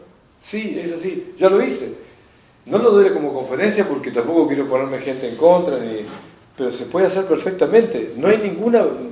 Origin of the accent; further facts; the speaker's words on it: Argentina; porque somos argentinos los que estuvimos allá en la audiencia